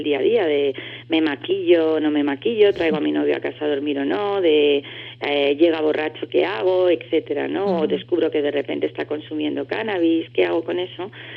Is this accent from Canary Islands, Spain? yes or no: no; Andalusia, Spain; Soy andaluza yo, sí.